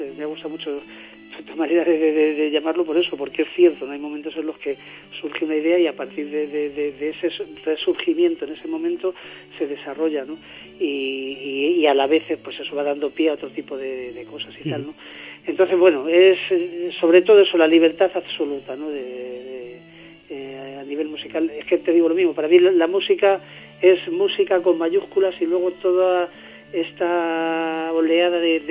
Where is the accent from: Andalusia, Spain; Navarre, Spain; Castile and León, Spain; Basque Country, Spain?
Castile and León, Spain; Candeleda; Yo soy de Candelera, de un pueblo de Ávila.